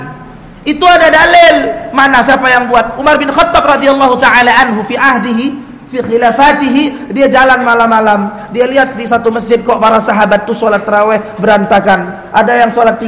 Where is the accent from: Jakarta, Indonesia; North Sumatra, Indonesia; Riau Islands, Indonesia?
North Sumatra, Indonesia; Medan; Kebetulan saya bapak ibu orang Medan, Sumatera Utara, Melayu, Deli, Deli Serdang.